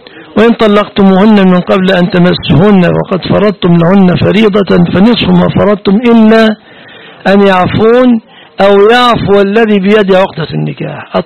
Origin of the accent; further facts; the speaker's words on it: Egypt; وليس قولنا كمصريين الحق بأهلك، روح اذهبي إلى بيت أبيك، ليس معناها أننا نريد الطلاق